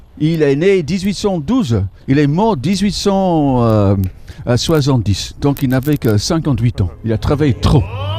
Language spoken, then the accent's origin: French; England, United Kingdom; French is a second language; Je suis un des Anglais qui ne va pas en principe à